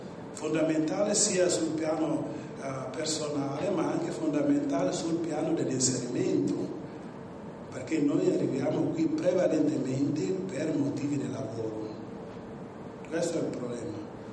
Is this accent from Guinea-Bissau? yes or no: yes; Guinea-Bissau; now in Italy; vengo dalla Guinea-Bissau, un piccolo paese nel nord occidentale dell'Africa, però sono in Italia da 30 anni, quindi ho fatto tutti i miei studi qui e quindi adesso negli ultimi 13 anni sono qui in provincia.